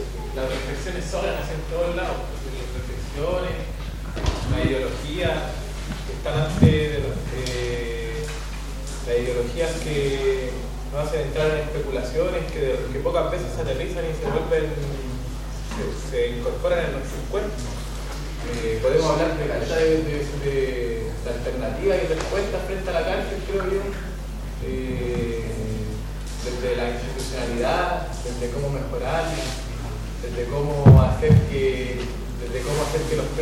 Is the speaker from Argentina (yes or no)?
no; Chile; Yo soy chileno, mapuche